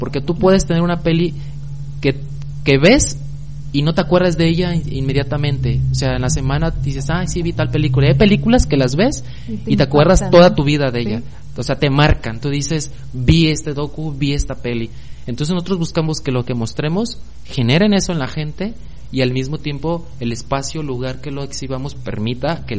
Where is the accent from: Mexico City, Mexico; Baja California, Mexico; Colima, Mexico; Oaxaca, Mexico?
Colima, Mexico; Armería; en donde yo soy, de Armería, había un cine